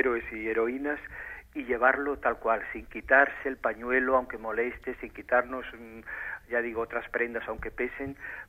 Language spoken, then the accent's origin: Spanish; Carranza, Basque Country, Spain; born there; nací en Carranza, que es provincia de Vizcaya, pero porque mis padres, mi padre que era de la parte de Soba, al no encontrar una finca allí en Soba, pues compró la contigua, que ya caía dentro del Valle de Carranza.